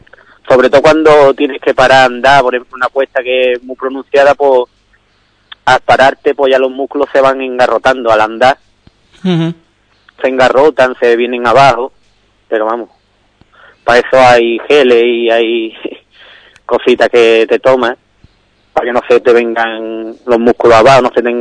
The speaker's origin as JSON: {"language": "Spanish", "town": "Ubrique", "region": "Andalusia", "country": "Spain", "said": "porque soy de Ubrique y se han hecho en Ubrique."}